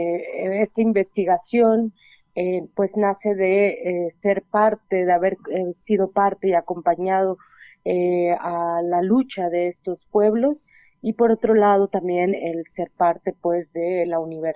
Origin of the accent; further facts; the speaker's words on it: Oaxaca, Mexico; yo soy del Istmo de Tehuantepec, Oaxaca, en la zona de los Chimalapas, que es un territorio muy, muy, muy biodiverso, muy selvático. Y bueno, pues soy parte del pueblo Zoque